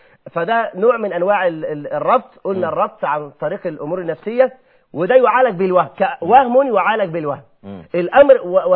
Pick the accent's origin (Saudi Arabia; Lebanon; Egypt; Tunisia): Egypt; Mansoura; انا اعرف رجل كان في احد القرى المجاوره لقريتي المنصوره